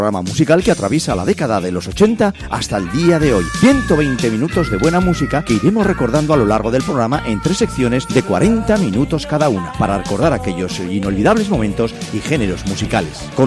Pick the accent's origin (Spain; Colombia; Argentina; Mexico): Spain; porque así somos los españoles, asumimos cualquier fiesta.